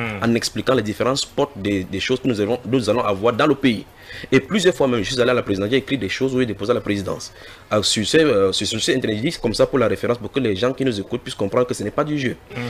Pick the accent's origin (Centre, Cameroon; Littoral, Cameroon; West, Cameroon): West, Cameroon; Je suis un Camerounais natif de l'ouest du Cameroun et je suis prédicateur de la parole du Seigneur.